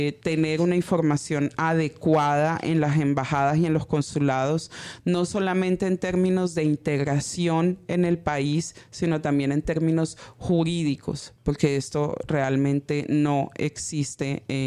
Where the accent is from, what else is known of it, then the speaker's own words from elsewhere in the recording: La Guajira, Colombia; vengo de una región de Colombia que es La Guajira, en donde no se habla solamente de la vida, sino más bien del buen vivir